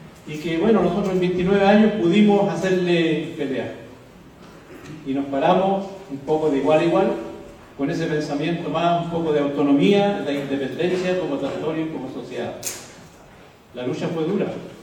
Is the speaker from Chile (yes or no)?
yes; Mehuín, Los Ríos, Chile; vengo de los territorios de Mewin y todas las comunidades tlaxquenches que allí habitamos.